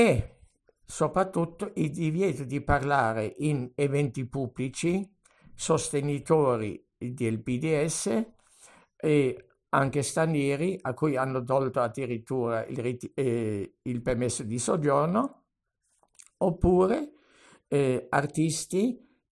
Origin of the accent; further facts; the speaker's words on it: Germany; Per me che sono tedesco non è una cosa nuova